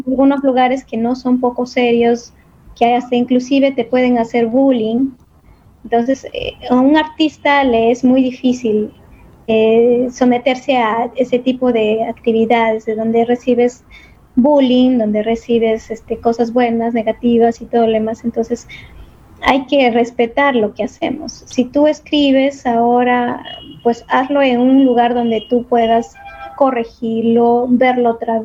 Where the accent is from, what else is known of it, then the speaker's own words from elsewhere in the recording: Chachapoyas, Amazonas, Peru; A Chuchapoyas, que me vio crecer, me vio formarme profesionalmente.